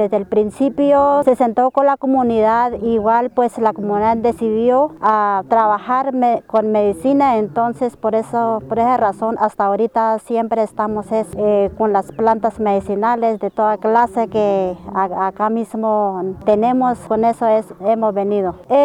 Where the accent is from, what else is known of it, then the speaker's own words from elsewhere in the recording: Colombia; soy del resguardo de Potrerito